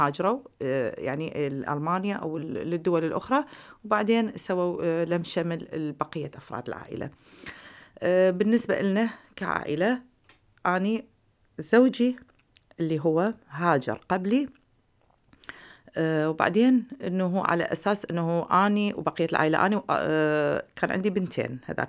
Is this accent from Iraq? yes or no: yes; Iraq; accent: Iraqi; now in Hamm, Germany; يعني أنا بالمناسبة دا أحكي اللغة مو العربية، دا أحكي اللهجة العراقية، فبس أتمنى أنه يعني اللهجة العراقية العربية